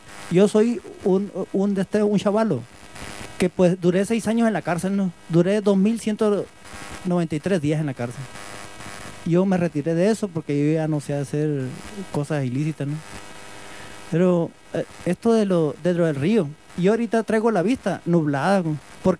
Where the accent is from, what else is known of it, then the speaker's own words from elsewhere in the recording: Guadalupe de Ures, Sonora, Mexico; yo soy de Guadalupe de Ures, ¿no? En el rancho San Pedro.